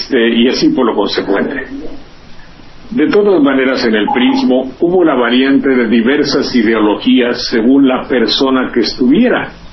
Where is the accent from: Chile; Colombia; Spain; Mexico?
Mexico; Mexico City; me gusta su tono de voz, porque yo soy de Las Lomas, y entonces, cuando habla como de Las Lomas, eso, hay una identidad.